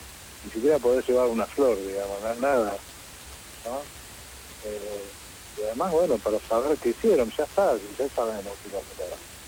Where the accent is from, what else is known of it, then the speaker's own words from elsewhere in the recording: Mar del Plata, Buenos Aires Province, Argentina; now in Buenos Aires, Argentina; yo me vine de Mar del Plata a Buenos Aires, me escondí